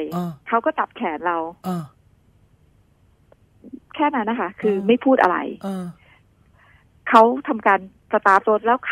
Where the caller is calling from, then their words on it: Bangkok, Thailand; แถวตลาดพลูอะค่ะ